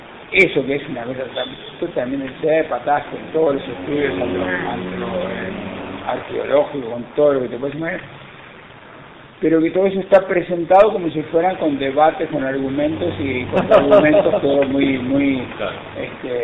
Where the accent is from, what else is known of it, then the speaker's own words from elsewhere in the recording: Montevideo, Uruguay; Yo me crié en Uruguay, en Montevideo.